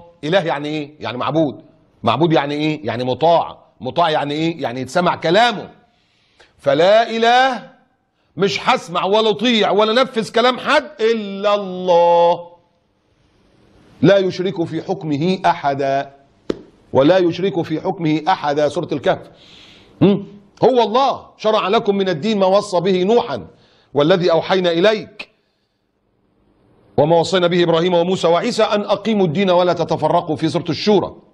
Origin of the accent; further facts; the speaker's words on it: Egypt; مؤتمر السكان اللي كان موجود عندنا في مصر